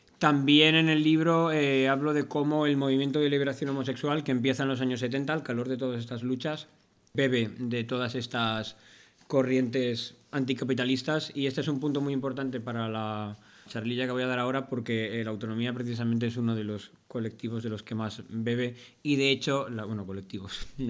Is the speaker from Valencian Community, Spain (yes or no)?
yes; Valencia, Valencian Community, Spain; tenía cosas que hacer en Valencia, que es de donde vengo.